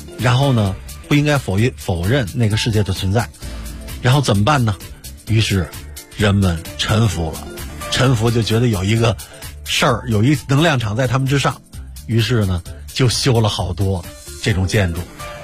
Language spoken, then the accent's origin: Chinese; China